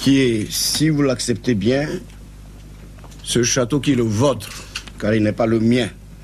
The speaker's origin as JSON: {"language": "French", "country": "Central African Republic", "tie": "born there", "said": "Et ça, c'est fait dans mon propre pays, par moi-même, dans mon village natal."}